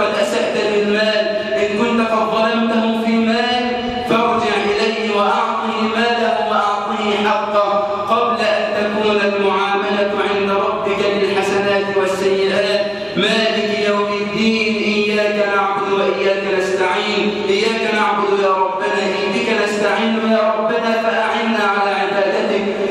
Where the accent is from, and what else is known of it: Egypt